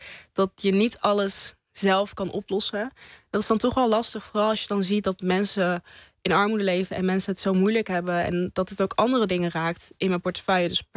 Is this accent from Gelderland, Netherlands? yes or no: yes; Apeldoorn, Gelderland, Netherlands; En ik ben in Apeldoorn geboren, opgegroeid.